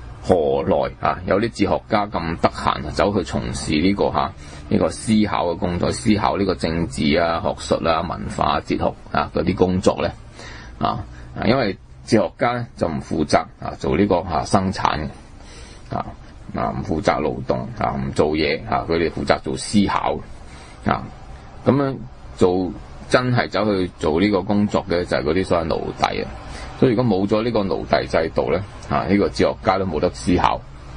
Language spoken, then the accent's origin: Cantonese; China; 同我哋中國人